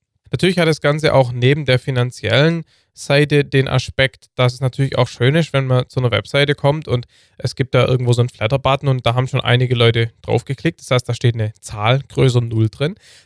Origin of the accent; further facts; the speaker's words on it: Heidenheim, Baden-Württemberg, Germany; born there; Heidenheim, meiner Geburtsstadt auch.